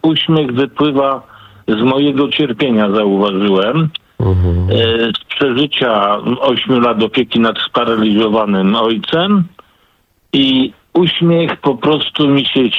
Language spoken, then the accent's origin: Polish; Poznań, Greater Poland Voivodeship, Poland; now in Tychy, Poland; Poprzedniczka wywołała nazwę mojego rodzinnego miasta Poznania. Ale ja już 60 lat w Tychach mieszkam, ale jako Poznaniak odwiedzam.